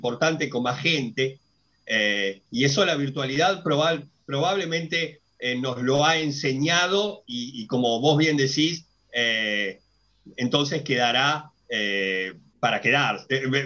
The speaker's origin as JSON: {"language": "Spanish", "country": "Argentina", "said": "se decretó la cuarentena obligatoria en mi país, en Argentina"}